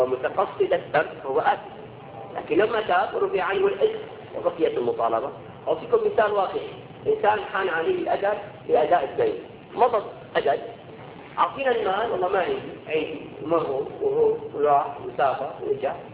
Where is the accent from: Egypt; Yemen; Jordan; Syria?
Syria; نسبة العنوسة عندنا في سوريا